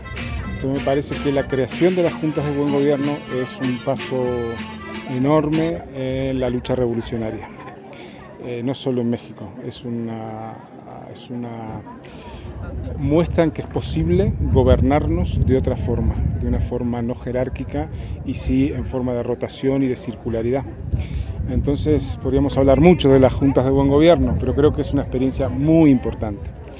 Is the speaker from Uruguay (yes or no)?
yes; Uruguay; soy de Uruguay y vine porque me parece que los 10 años de los caracoles son una experiencia importante